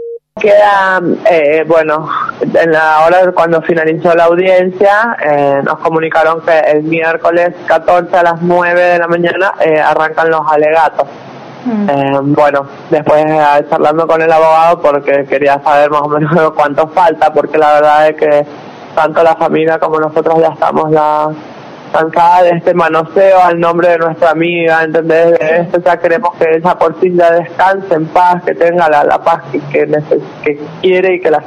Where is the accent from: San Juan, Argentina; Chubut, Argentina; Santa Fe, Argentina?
San Juan, Argentina; yo soy oriunda de San Juan, ella de Villa Mercedes